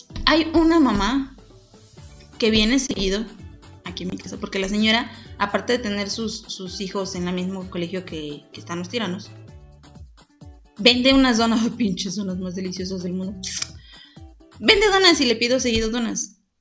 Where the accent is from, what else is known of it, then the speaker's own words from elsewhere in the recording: northern Mexico, Mexico; ¡Sí, yo soy norteña!